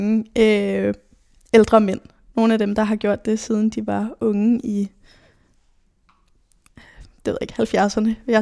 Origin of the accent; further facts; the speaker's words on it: Nørrebro, Capital Region of Denmark, Denmark; jeg er født og opvokset her på Nørrebro, og har altid boet i den her lejlighed, som vi er i nu.